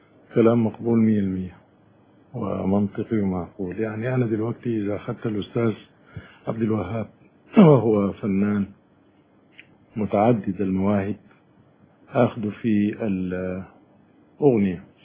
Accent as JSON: {"language": "Arabic", "country": "Sudan", "said": "احنا عندنا في السودان نفس الصورة"}